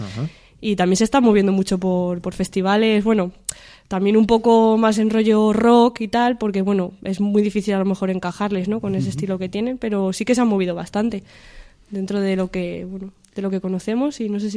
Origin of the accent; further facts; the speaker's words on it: Salamanca, Castile and León, Spain; yo hace mucho que no estoy en Salamanca, yo soy de Salamanca de hecho, pero hace mucho que no estoy allí, entonces estoy a lo mejor un poco fuera ya de desde que no vivo allí.